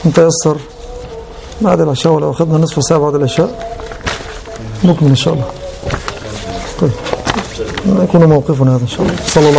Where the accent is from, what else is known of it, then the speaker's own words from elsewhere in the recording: Egypt; كان عندنا في مصر الأصل اليوناني أولا